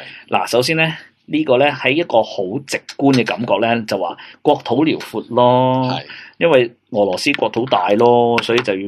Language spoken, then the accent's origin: Cantonese; Hong Kong; 我唔需要讲我香港人嘅咪先。总之我话我就对军事兴趣嘅华人啦。